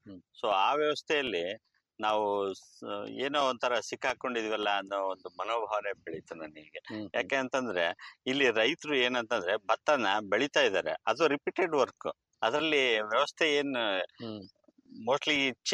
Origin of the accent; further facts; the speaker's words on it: Malvi, Karnataka, India; ನಾನು ಚಿಕ್ಕವರಿಂದ ಇಲ್ಲೇ ಹಳ್ಳಿಯಲ್ಲೇ ಬೆಳೆದಿದ್ದೀನಿ. ನಮ್ಮೂರು ಬಂದು ಅಗರಮಳ್ಳಿ ತಾಲೂಕು ಮಾಲ್ವಿ, ವಿಜಯನಗರ ಜಿಲ್ಲೆ ವ್ಯಾಪ್ತಿಯಲ್ಲಿ ಬರುತ್ತೆ. ಚಿಕ್ಕವರಿಂದಲೂ ನಮ್ಮ ತಂದೆ ಅವ್ರ ತಂದೆ ಕಾಲದಿಂದಲೂ ನಾವು ರೈತರು.